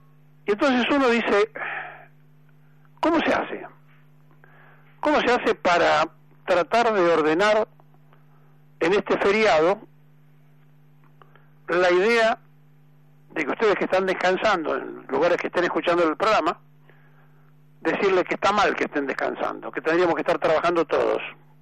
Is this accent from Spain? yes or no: no; Argentina; ¿Quiénes somos los argentinos? ¿Quiénes somos? ¿Por qué somos como somos?